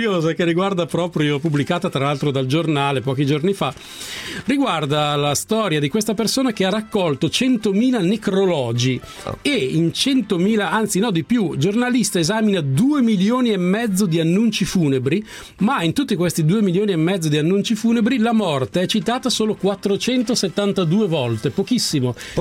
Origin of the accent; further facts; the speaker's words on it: Salò, Lombardy, Italy; Io sono di Salò, Lago di Garda.